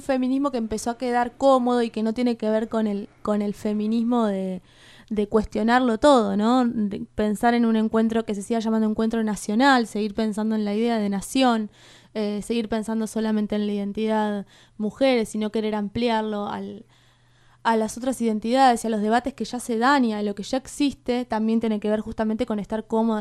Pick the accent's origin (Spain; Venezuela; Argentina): Argentina; Se evidencia mucho cómo el argentino y la argentina cree que es como europea, ¿no? Hay una cosa rara ahí en relación a lo latinoamericano. Unas ganas de ser europeo rarísimas que tenemos en la Argentina.